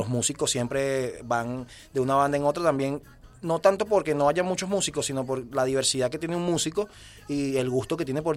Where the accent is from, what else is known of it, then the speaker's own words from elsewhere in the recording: Caracas, Capital District, Venezuela; Bueno, todos somos de Caracas.